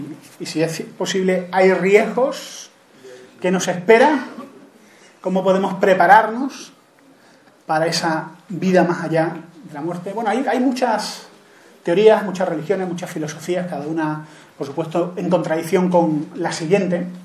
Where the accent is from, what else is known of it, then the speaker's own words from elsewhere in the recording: Granada, Andalusia, Spain; en Granada, que es de donde yo soy.